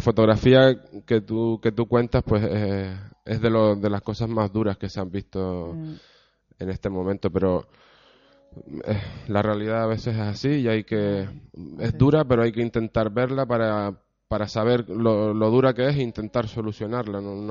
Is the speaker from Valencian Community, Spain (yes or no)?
no; Arrecife, Canary Islands, Spain; un lenguaje particular que comprendamos todos los que somos de Lanzarote y de Arrecife